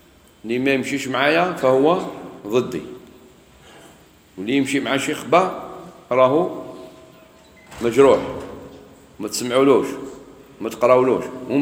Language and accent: Arabic; Algeria; مش غير عندنا في الجزائر